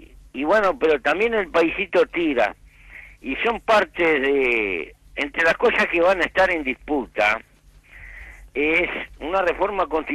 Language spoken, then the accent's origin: Spanish; Uruguay; como uruguayo, actor en política